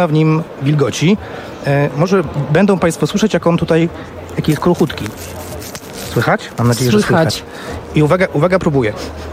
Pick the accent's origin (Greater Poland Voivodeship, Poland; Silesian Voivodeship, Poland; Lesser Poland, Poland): Greater Poland Voivodeship, Poland; Poznań; Jako poznaniak